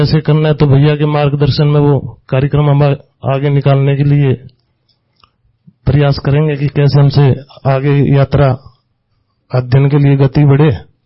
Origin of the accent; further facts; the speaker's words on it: Hisar, Haryana, India; मैं हिसार हरियाणा का रहने वाला हूं।